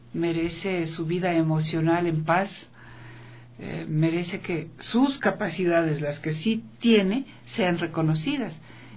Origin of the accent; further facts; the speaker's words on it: Ecuador; los ecuatorianos pues estábamos así como somos los ecuatorianos nomás, no, somos los y las ecuatorianas